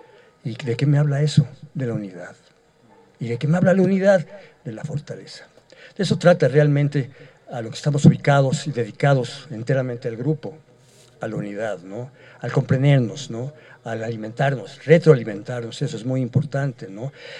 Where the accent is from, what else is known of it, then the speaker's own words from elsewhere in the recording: Iztapalapa, Mexico City, Mexico; Yo no soy de aquí, yo vengo de México, de Iztapalapa. Estoy en Iztapalapa, en Xochimilco y todo eso.